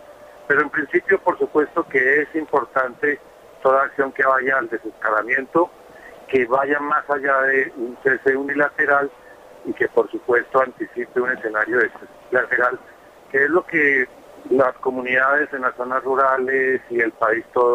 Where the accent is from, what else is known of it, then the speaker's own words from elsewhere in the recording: Colombia; Esperanzas como ciudadanos colombianos, sí